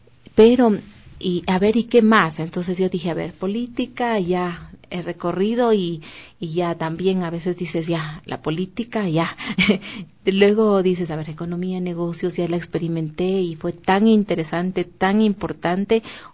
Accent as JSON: {"language": "Spanish", "country": "Ecuador", "said": "Y resulta que a veces te da dolor porque vas y te dicen, ¿de dónde eres? De Ecuador. ¿Y dónde es eso? ¿Qué es eso?"}